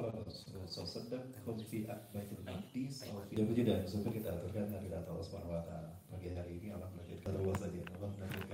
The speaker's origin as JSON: {"language": "Indonesian", "town": "Bandung", "region": "West Java", "country": "Indonesia", "also_born_or_lived": "Cimahi", "said": "Saya orang Bandung dan ayah saya. Bahasa Tepanarugu. SD, SMP, saya di Cimahi."}